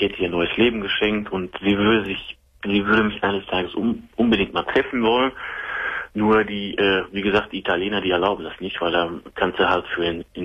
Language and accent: German; North Rhine-Westphalia, Germany; Also ich komme aus dem Sauerland.